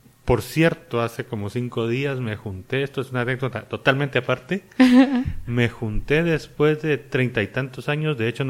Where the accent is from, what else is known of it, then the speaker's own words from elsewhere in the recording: Guatemala; moved away as an adult; also born or lived in Santiago, Chile; Yo me fui todos los 90s de Guatemala, estuve viviendo en Sudamérica.